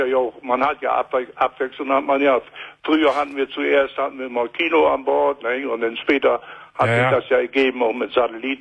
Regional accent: Germany; also born or lived in Scotland; now in Portugal; Wo ich mich entschieden habe, von Schottland wegzugehen, da war ich am Überlegen. Soll ich wieder nach Deutschlan

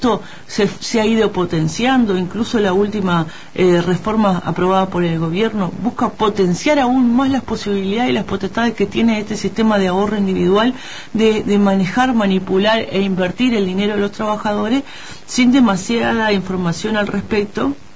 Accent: Uruguay; como población, como pueblo uruguayo

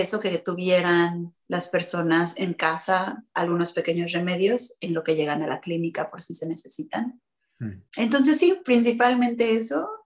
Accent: Mexico City, Mexico; moved away as an adult; now in Los Angeles, United States; Yo nací y crecí, viví 28 años en Ciudad de México, la Gran Tenochtitlán, y luego soy inmigrante de primera generación. Ahora vivo en Tierra Chumash, lo que también se conoce como Los Ángeles, en California.

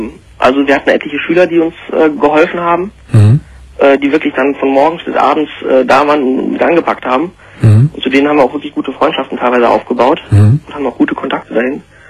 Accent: Rhineland-Palatinate, Germany; Aus dem Westerwald.

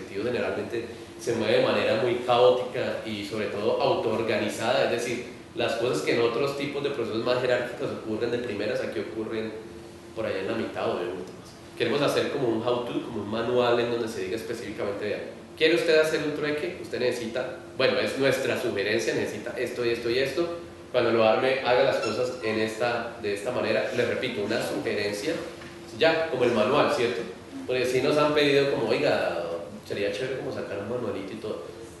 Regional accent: Cali, Valle del Cauca, Colombia; yo soy de Cali y en Cali hace como 6 meses están intentando hacer uno y no han podido.

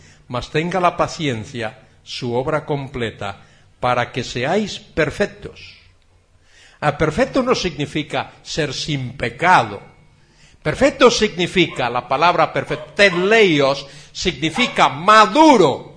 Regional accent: Galicia, Spain; Yo vengo de una parte de Galicia que se llama Costa da Morte, Costa de la Muerte, porque allí las olas baten con una fuerza tremenda

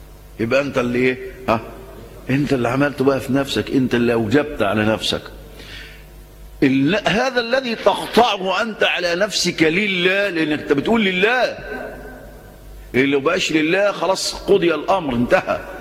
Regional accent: Egypt; وانا جاي من الكويت، اول ما هاجي مصر، اول ناس ده عندنا مصر

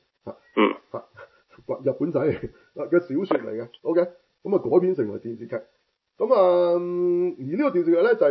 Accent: Hong Kong; 我哋香港人好熟悉嘅

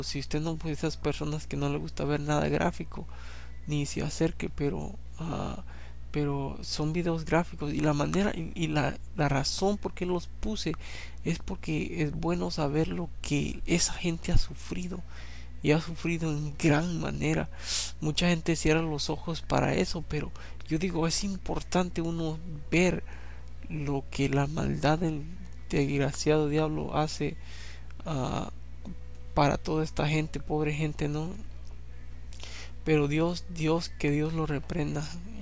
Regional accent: El Salvador; yo soy de El Salvador, ¿no? Y me crié yo en un lugar donde después era en la ciudad, pero era una ciudad bien chica, ¿no? Y después me mudé a la ciudad, la grande, la capital, como tenía como 12 años, como 10 años, 12 años.

